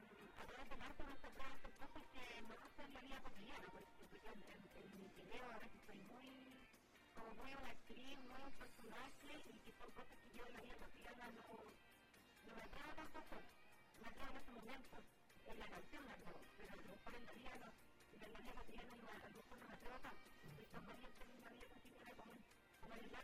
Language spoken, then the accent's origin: Spanish; Rancagua, O'Higgins, Chile; also born or lived in Valparaíso; Yo decidí venirme a Rancagua porque yo nací en Rancagua